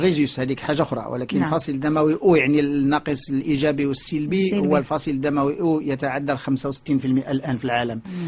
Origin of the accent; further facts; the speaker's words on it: Morocco; والان عندنا في المغرب فصيل دموي مصابين بامراض القلب والشرايين